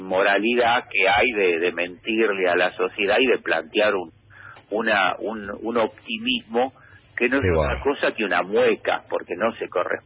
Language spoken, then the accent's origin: Spanish; Buenos Aires, Argentina; ya que yo soy porteño